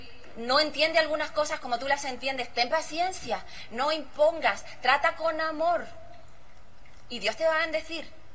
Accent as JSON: {"language": "Spanish", "country": "Uruguay", "moved": "as an adult", "lives_now": "United States", "said": "hace 30 años que salí de Uruguay"}